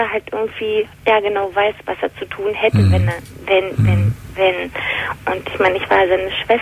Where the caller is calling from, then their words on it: Berlin, Germany; Ich bin eigentlich aus Berlin, wohne jetzt in Baden-Württemberg.